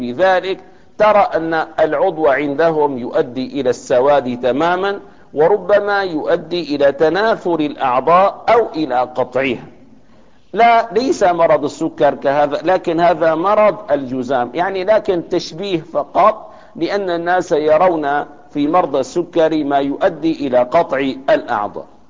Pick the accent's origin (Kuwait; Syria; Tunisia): Syria; Damascus, Damascus Governorate; وعندنا في دمشق توجد مشفى خاصة لهؤلاء الناس